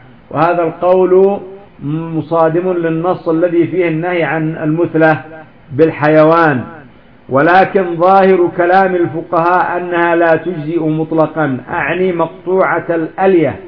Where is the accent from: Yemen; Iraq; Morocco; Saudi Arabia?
Yemen; هناك من الغنم ما يسمى عندنا في اليمن الجهرانية